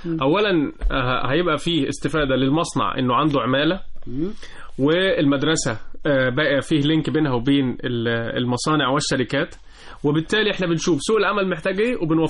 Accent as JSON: {"language": "Arabic", "country": "Egypt", "said": "لانها معمولة على سكيل صغير عندنا في مصر"}